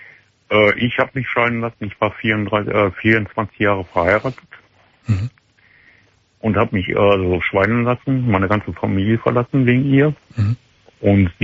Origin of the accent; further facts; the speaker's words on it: Wesel, North Rhine-Westphalia, Germany; dahin zurückgegangen, wo ich herkomme. Also wir kommen aus Wesel.